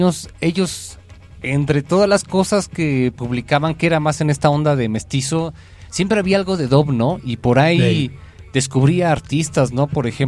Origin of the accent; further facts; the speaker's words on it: Mexico; ahorita que ya a nosotros como mexicanos nos podemos conocer música de Japón